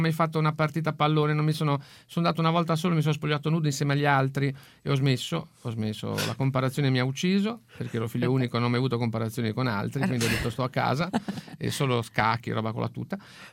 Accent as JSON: {"language": "Italian", "town": "La Spezia", "region": "Liguria", "country": "Italy", "said": "ho detto salve, vengo da Spezia, faccio l'operaio a Spezia"}